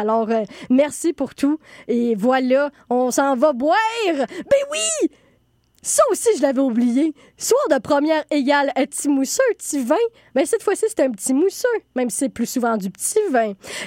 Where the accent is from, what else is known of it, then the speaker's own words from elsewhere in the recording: Montreal, Quebec, Canada; que l'on doit, en tant que Montréalais, ben oui